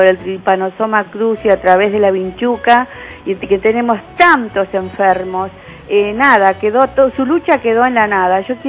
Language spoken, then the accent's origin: Spanish; Monte Grande, Buenos Aires Province, Argentina; soy de Montegrande